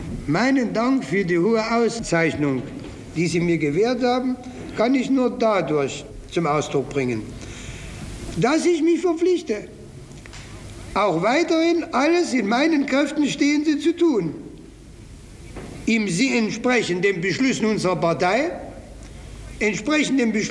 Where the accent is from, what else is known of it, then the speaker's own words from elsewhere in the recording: Leipzig, Saxony, Germany; Leipzig ist meine Heimatstadt. Und ich war stets, selbst wenn ich weit von Leipzig entfernt war, mit meiner Heimatstadt verbunden. Denn in Leipzig hat mich die Arbeiterklasse erzogen.